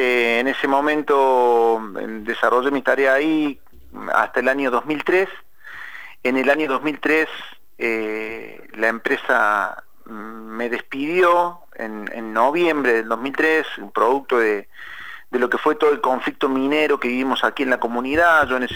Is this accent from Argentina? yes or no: yes; Alta Gracia, Córdoba, Argentina; como yo estudié en Córdoba, yo soy obviamente nacido en Altagracia, soy de Córdoba, estudié allí en la provincia de Córdoba, me recibí como periodista allí en Córdoba